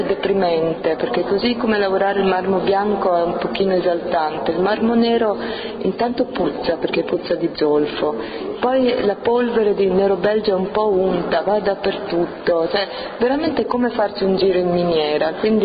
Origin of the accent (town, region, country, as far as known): Rome, Lazio, Italy; born there